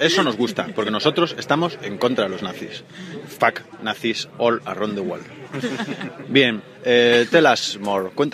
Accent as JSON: {"language": "Spanish", "region": "Galicia", "country": "Spain", "said": "En general, yo como gallego lo considero un charco meaos."}